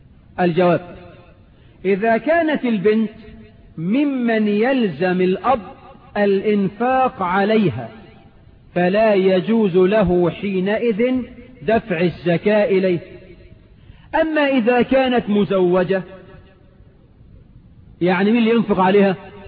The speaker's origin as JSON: {"language": "Arabic", "country": "Egypt", "said": "يجوز ولا لا يجوز في عرفنا كمصريين؟"}